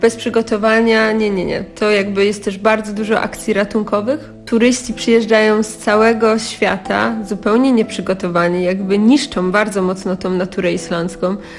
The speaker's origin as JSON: {"language": "Polish", "region": "Lower Silesian Voivodeship", "country": "Poland", "said": "Ja pochodzę z Karkonoszy, teraz jestem dość nomadyczna."}